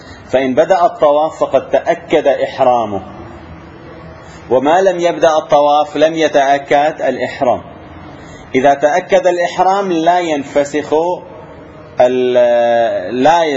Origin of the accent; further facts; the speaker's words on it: Syria; تعرفون كانوا عندنا في الشام يحجزون الطيران إلى المدينة